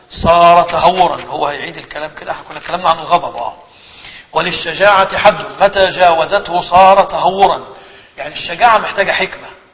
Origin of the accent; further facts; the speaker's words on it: Egypt; فمثلا عندنا في مصر من أعلى الصناعات الموجودة صناعة السيراميك وصناعة السجاد